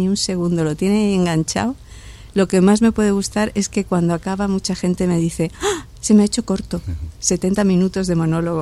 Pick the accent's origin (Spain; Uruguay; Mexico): Spain; Granada, Andalusia; accent: Andalusian; como yo soy de Granada, claro, hablo andaluz en la obra